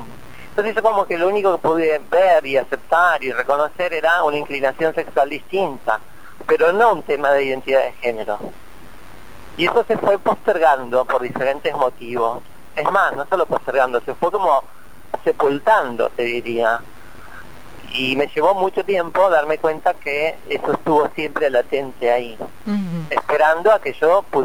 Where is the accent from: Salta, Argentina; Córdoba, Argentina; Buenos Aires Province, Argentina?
Buenos Aires Province, Argentina; Bahía Blanca; also born or lived in La Plata; now in New York, United States; Me fui a vivir a La Plata, yo soy de Bahía Blanca, primero fui a La Plata a hacer psicología, porque no estaba en Bahía Blanca, estuve un semestre en La Plata, después fui a Buenos Aires, terminé la carrera y me fui a vivir a Nueva York.